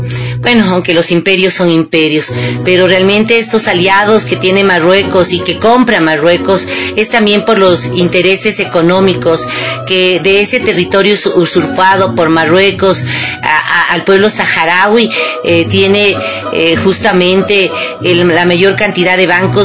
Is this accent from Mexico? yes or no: no; Ecuador; como ciudadanos ecuatorianos y ecuatorianas